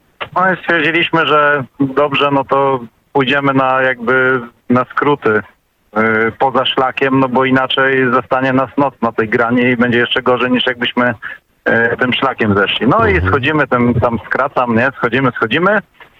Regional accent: Opole, Opole Voivodeship, Poland; ja z Opola

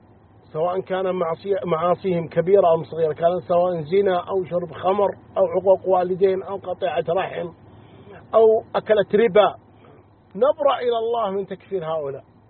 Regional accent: Saudi Arabia; نحن على معتقد أهل السنة والجماعة، ونرى السمع والطاعة لولي الأمر في بلادنا المملكة العربية السعودية

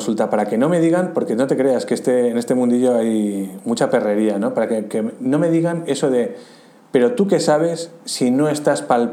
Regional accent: Pamplona, Navarre, Spain; estando yo viviendo en Pamplona, que es de donde soy

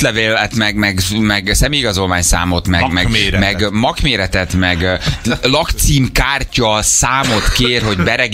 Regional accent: Hungary; Magyar vagyok, hazafi vagyok

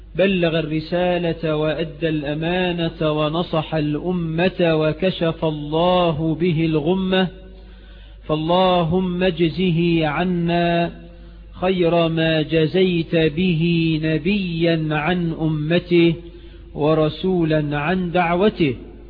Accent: Egypt; بلدنا مصر

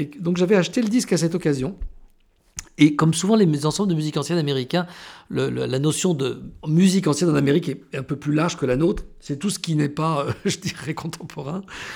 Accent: New Caledonia; Moi qui ai vécu quand j'étais enfant en Nouvelle-Calédonie, je vois très bien les temples.

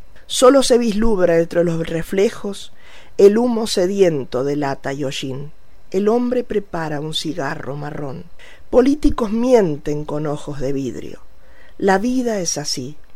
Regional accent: Santa Fe, Argentina; Como soy santafesina, he escrito un poema

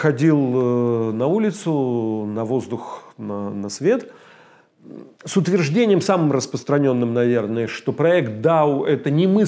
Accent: Uloma, Vologda Oblast, Russia; У меня на родине деревня Улома называется в Вологодской области. Финно-угорское название, как часто на нашем севере.

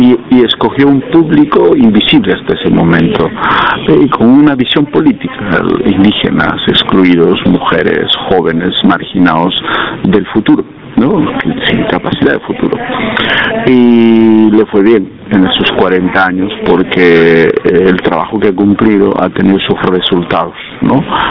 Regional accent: Bolivia; soy de Bolivia

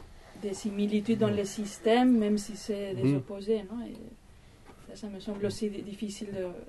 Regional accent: Spain; Et moi, je suis espagnol et je pense à ce qui s'est passé en Espagne

